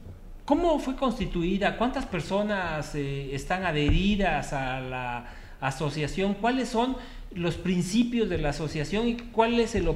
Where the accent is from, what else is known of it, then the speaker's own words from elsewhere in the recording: Mexico; ¿O tenemos el legítimo derecho como ciudadanos mexicanos de defender nuestra vida, nuestro patrimonio y la honra, como dice la legítima defensa?